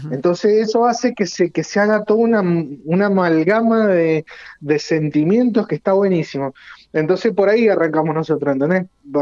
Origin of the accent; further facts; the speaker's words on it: Guaymallén, Mendoza, Argentina; Somos casi todos de Guaymallén, pero nuestro vocalista es de Maipú